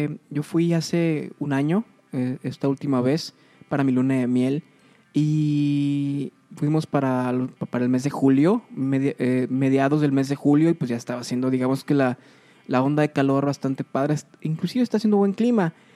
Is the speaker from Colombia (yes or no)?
no; Mexico; Nosotros como mexicanos, tal vez, no sé si escuchen desde otros países